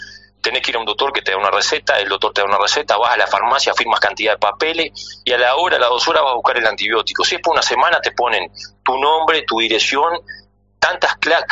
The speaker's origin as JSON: {"language": "Spanish", "region": "Rocha", "country": "Uruguay", "said": "Soy de Rocha, sí, de Rocha."}